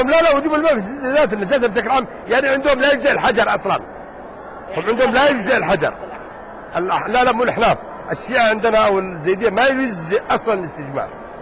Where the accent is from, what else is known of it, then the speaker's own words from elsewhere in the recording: Yemen; أنت لو رأيت المناك الأحقاف اللي عندنا في اليمن